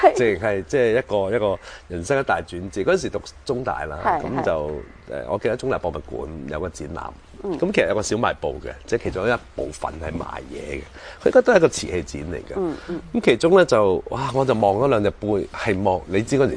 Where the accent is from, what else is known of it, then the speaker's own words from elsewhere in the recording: Fujian, China; 因為我係福建人，我就知